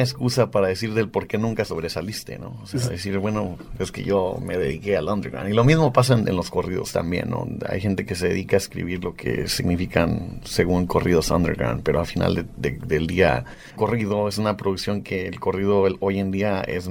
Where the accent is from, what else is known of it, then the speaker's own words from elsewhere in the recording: Mexico; Son mexicanos tradicionales, mexicanos que nosotros nacimos y crecimos en México y venimos de México.